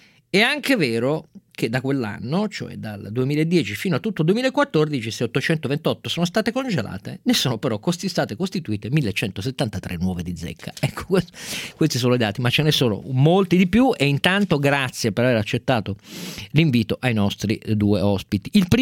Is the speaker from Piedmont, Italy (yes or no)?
yes; Turin, Piedmont, Italy; mi è venuto un colpo apoplettico innanzitutto come torinese